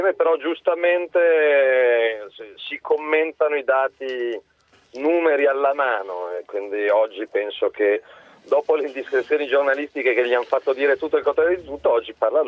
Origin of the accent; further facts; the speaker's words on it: Milan, Lombardy, Italy; Quello che mi preoccuperebbe da milanese